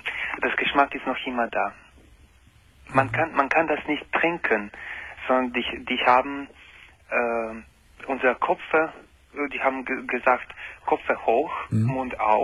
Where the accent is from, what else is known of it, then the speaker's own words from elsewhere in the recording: Croatia; Ich komme aus Kroatien, Ex-Jugoslawien.